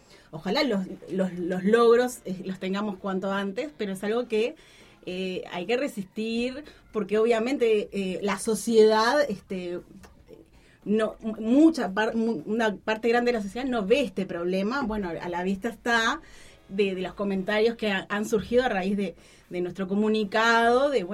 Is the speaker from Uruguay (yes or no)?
yes; Montevideo, Uruguay; hoy por hoy la mayoría somos de Montevideo